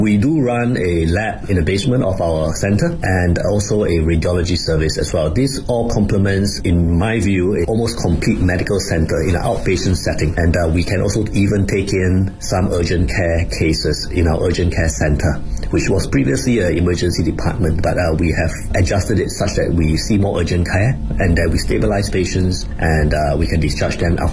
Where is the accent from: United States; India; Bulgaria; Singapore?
Singapore; I'm from Singapore.